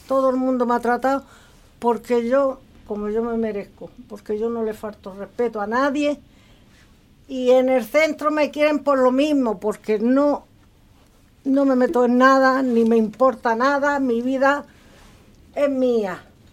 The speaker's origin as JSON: {"language": "Spanish", "town": "Almería", "region": "Andalusia", "country": "Spain", "said": "Yo de aquí de Almería."}